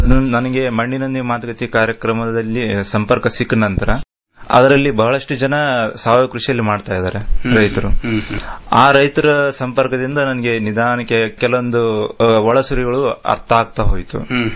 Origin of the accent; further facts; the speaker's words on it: Gangavathi, Karnataka, India; Sir, ನಮ್ಮ ಸ್ವಂತ ಊರು ಗಂಗಾವತಿ.